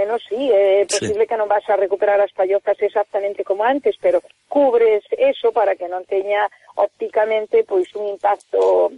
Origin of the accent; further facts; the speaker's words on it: Galicia, Spain; aquilo que nos identifica a nós como galegos